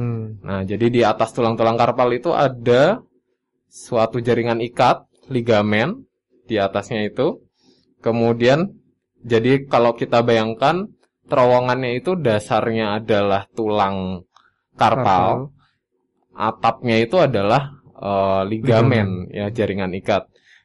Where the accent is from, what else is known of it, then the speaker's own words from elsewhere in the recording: Bogor, West Java, Indonesia; now in Sleman, Indonesia; Saya aslinya Bogor.